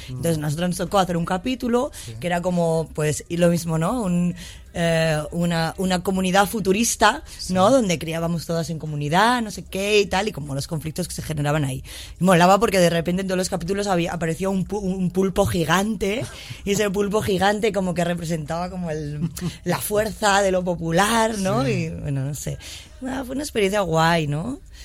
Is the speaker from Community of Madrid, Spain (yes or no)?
yes; Madrid, Community of Madrid, Spain; Yo como madrileña, sí, ¿vale? Y como madrileña que no tiene pueblo, ¿no? De familia de Madrid.